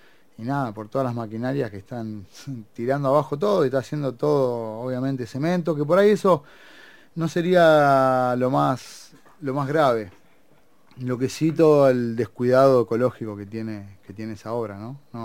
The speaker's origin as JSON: {"language": "Spanish", "town": "La Plata", "region": "Buenos Aires Province", "country": "Argentina", "tie": "born or raised there", "said": "yo me crié acá en La Plata y muchísimo en Atalaya, en Magdalena"}